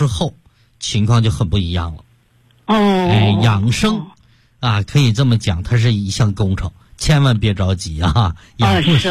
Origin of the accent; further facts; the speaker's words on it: Shandong, China; 我们山东人一个最大的优点就是中庸之道